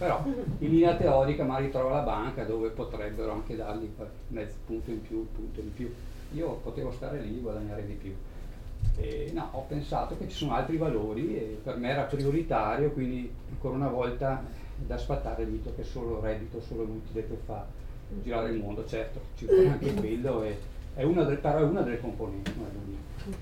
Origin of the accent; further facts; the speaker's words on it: Trentino-Alto Adige, Italy; ho maturato un'esperienza di 14 anni in una piccola banca privata del Trentino, che sono trentino, la Valsugana per la precisione